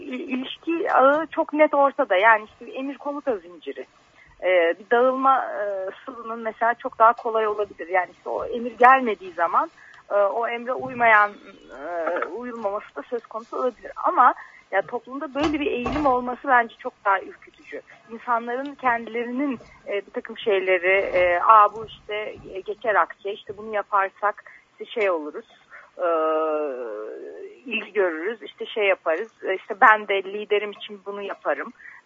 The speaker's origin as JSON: {"language": "Turkish", "region": "Ankara", "country": "Turkey", "said": "Ama ben Ankaralıyım. Benim bahanem var."}